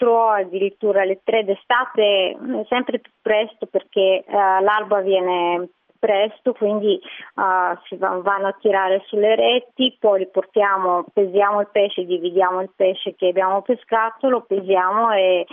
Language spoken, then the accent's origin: Italian; Bulgaria; now in Italy; ho sempre amato il mare perché ho una nonna che, poverina, ora non c'è più, però andavo tutti gli estati da lei sul Mar Nero, e quindi l'amore per il mare è proprio nell'origine, ancora in Bulgaria, poi dopo me la sono portata